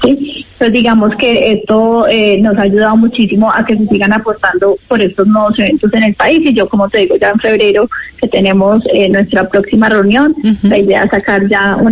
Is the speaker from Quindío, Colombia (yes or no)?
yes; Quindío, Colombia; como región, como Quindío, pues no podíamos dejar el aprovechamiento de este lanzamiento mundial. Todos como colombianos nos sentimos muy orgullosos